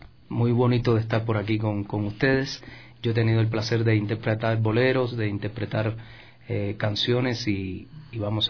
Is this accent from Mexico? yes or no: no; Cuba; Yo soy de Cuba, del centro de Cuba, de una ciudad muy pequeña, muy colonial, que la vives y te transportas a los 1800